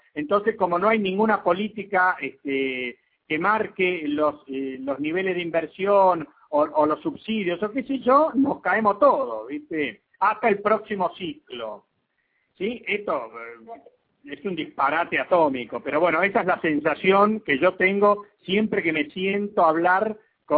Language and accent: Spanish; Argentina; como somos argentinos, nosotros tenemos el estigma de que no podemos hacer nada bien